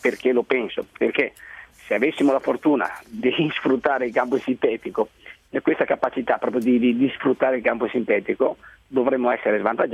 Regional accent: Montebelluna, Veneto, Italy; now in Udine, Italy; sono di Montebelluna, provincia di Treviso, Veneto, e però adesso sono stabilizzato lì a Udine, quando ho fatto calciatore mi sono sposato lì

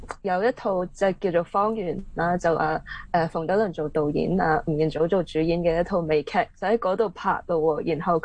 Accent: Hong Kong; 我就系喺香港出世同埋喺度土生土长噶啦。咁我妈咪系个菲律宾人，咁我爸爸系香港人。

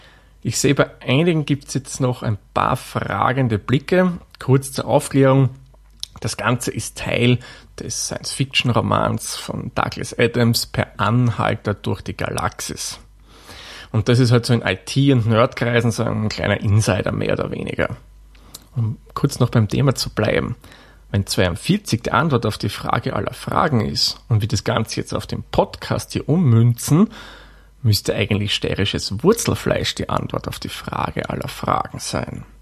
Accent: Austria; In Österreich und in Deutschland gibt es übrigens einen ganz wesentlichen Unterschied. Bei uns in Österreich, klar, Zwetschge schreibt man mit K wie

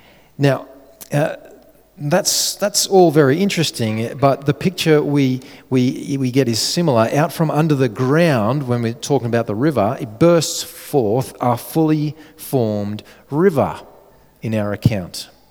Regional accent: Australia; Jenny and I, being good Aussie kids

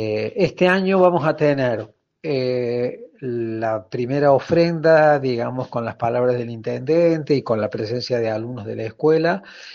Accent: Argentina; la riquísima diversidad étnica y cultural que teníamos como argentinos, que hemos recibido tanta inmigración desde siempre.

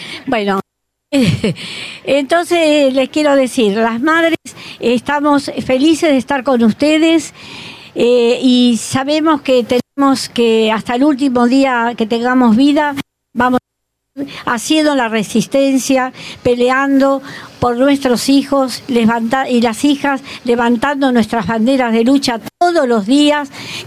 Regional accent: Argentina; Nosotros como argentinos nos da vergüenza que haya tropas argentinas.

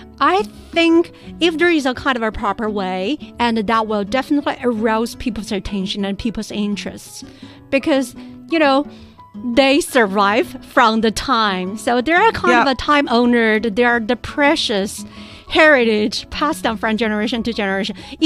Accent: Dazhou, Sichuan, China; English is a second language; I still remember, you know, for my hometown, Dazhou in Sichuan province, actually we've got an over 1,000-year-old custom.

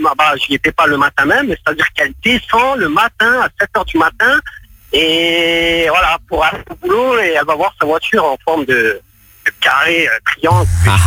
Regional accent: Colmar, Grand Est, France; now in Lyon, France; À la base je suis même pas Lyonnais, je suis Colmar, mais je suis installé à Lyon depuis 3 mois.

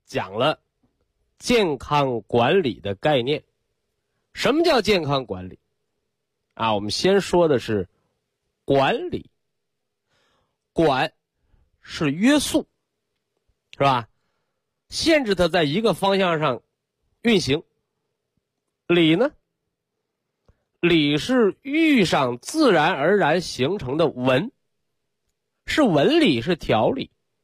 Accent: China; 我们作为炎黄子孙，是吧？我们作为中国人

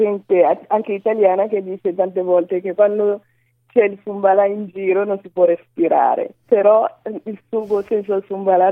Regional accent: Burkina Faso; moved away as an adult; now in Italy; io sono una principessa del Burkina Faso. Sono nata e cresciuta in Burkina fino ai miei 22 anni, mi sono sposata a 20 e poi mi sono trasferita in Italia perché mio marito viveva già in Italia.

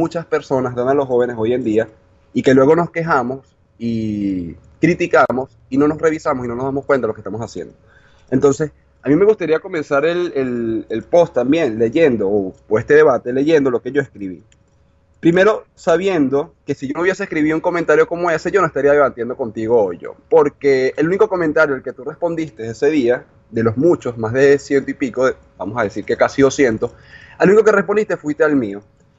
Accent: Venezuela; now in Argentina; yo soy venezolano, actualmente estoy en Argentina por trabajo, pero pienso volver a mi país

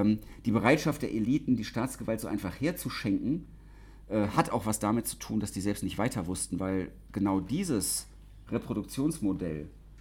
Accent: West Germany, Germany; now in Leipzig, Germany; Also ich komme aus dem Westen ursprünglich mal, wohne jetzt schon lange in Leipzig.

